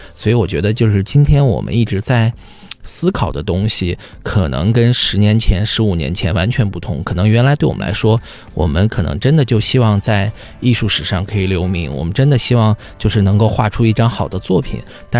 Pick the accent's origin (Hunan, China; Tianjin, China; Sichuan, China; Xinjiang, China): Xinjiang, China; moved away as an adult; 比如说我很小的时候在新疆